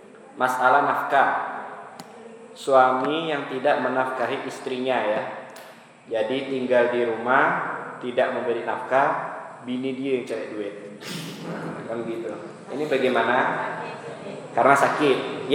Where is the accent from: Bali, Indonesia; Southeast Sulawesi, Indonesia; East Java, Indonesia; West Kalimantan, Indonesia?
West Kalimantan, Indonesia; Tanjung Hulu; Itu terjadi di kampung saya di Tanjung Hulu itu.